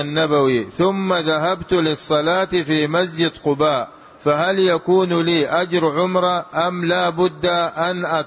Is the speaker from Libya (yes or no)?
yes; Libya; now in Medina, Saudi Arabia; أنا جئت من ليبيا وأنا الآن في المدينة